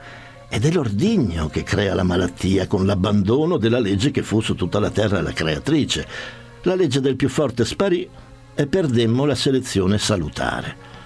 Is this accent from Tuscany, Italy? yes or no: no; Trieste, Friuli-Venezia Giulia, Italy; in quanto io sono triestino, per cui lo adoro.